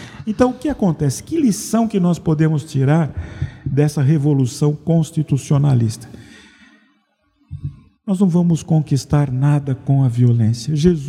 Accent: São Paulo, Brazil; O que faltou para São Paulo, eu falo como paulista

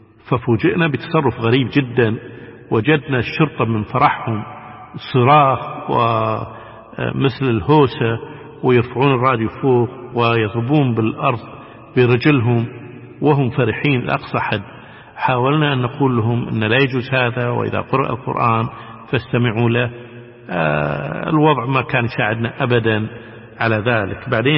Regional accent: Kuwait; انتم من وين؟ نقول لهم احنا من الكويت

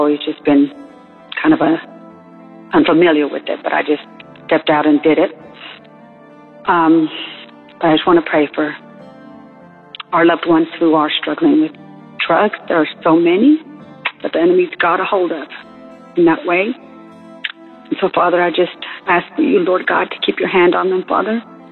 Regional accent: Amarillo, Texas, United States; I've called in a few times. I'm from Amarillo, Texas

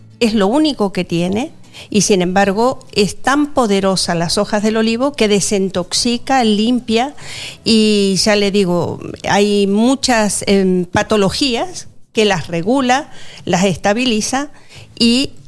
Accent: Argentina; now in Valencia, Spain; También vivo en Valencia, soy argentina, de hace 21 años que estoy aquí.

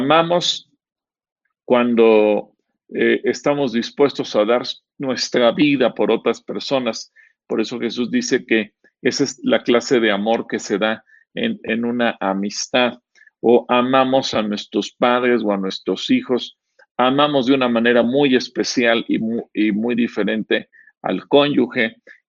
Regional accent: Mexico; todos tenemos el concepto de nuestra propia cultura como mexicanos

